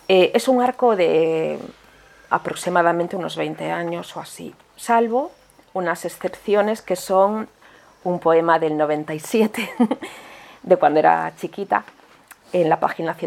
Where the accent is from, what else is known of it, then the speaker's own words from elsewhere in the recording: Santiago de Compostela, Galicia, Spain; yo soy gallega, yo nací en Santiago de Compostela.